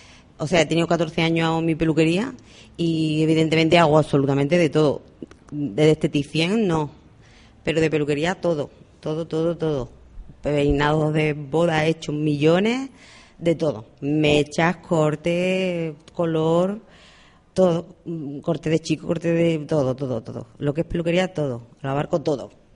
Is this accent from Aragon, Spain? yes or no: no; Andalusia, Spain; moved away as an adult; now in Canary Islands, Spain; me monté mi propia peluquería, la tuve 14 años, en mi pueblo, que yo soy de Sevilla, y olé, de un pueblecito pequeñito, y allí la tuve 14 años, hasta que me enamoré de un sevillano, y me vine para acá, para las islas.